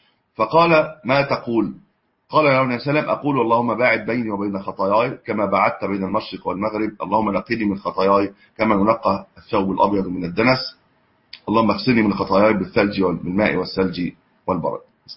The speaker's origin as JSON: {"language": "Arabic", "country": "Egypt", "said": "هو طبعا النت الان عندنا في مصر قويه"}